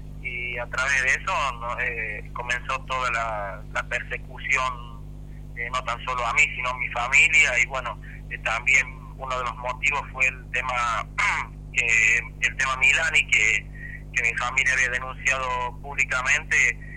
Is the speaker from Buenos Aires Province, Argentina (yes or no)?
no; Chilecito, La Rioja, Argentina; Yo soy de Chilecito y sí, fui cesanteado